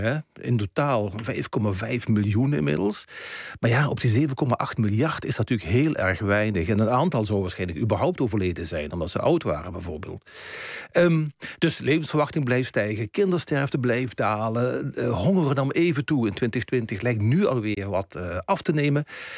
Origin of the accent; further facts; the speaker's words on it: Limburg, Netherlands; ik herinner me nog vroeger als kind, als we op schoolreisje gingen vanuit Limburg, waar ik vandaan kom, ergens hier naar de Randstad.